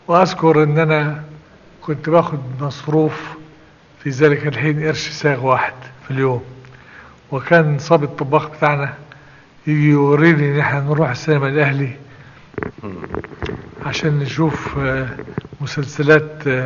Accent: Ghazala, Sharqia Governorate, Egypt; هذا الموضع هو غزالة.

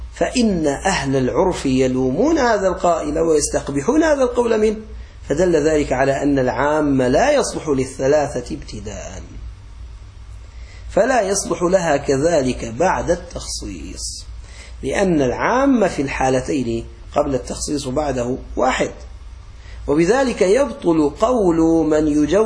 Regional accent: Aleppo, Aleppo Governorate, Syria; accent: Aleppine; بعض الأولاد عندنا على لهجتنا الحلبية

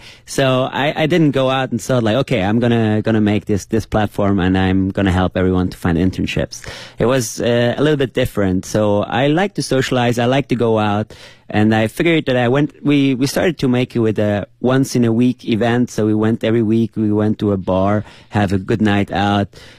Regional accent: Switzerland; English is a second language; moved away as an adult; now in China; I come from Switzerland. I came to China already like 5 years ago.

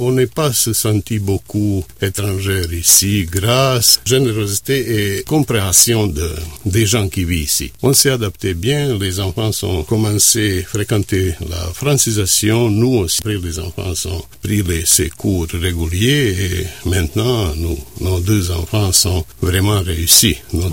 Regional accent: Travnik, Federation of Bosnia and Herzegovina, Bosnia & Herzegovina; French is a second language; Ma ville natale, la ville où on a habité, c'est Travnik. C'est 80 km au nord-ouest de Sarajevo.

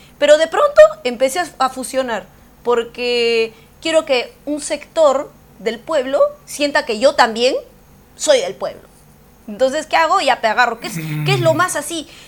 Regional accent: Huancayo, Junín, Peru; also born or lived in Callao; que yo he nacido en el Callao, pero me he criado desde mi primer año en Huancayo. Yo he adoptado toda su cultura, me siento orgullosa, donde voy siempre digo que soy de Huancayo.

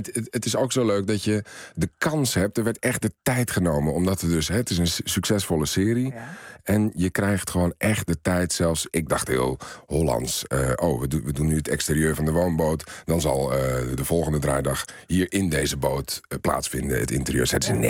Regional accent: Italy; Ik ben opgegroeid in Italië.

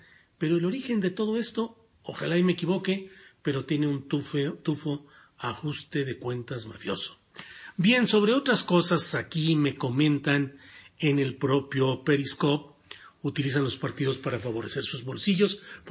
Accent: Torreón, Coahuila, Mexico; es en mi tierra natal, en Torreón, en La Laguna, donde estaré por ahí.

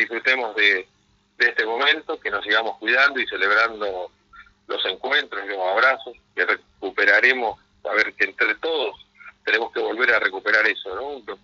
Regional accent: Argentina; Me genera preocupación como argentino.

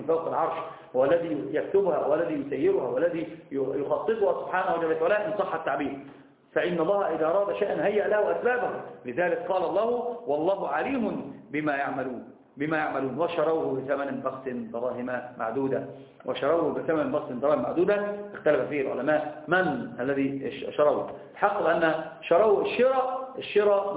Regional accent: Egypt; أنا عندنا في مصر يقولون في المثل اللي ما يعرفك إيش جاك

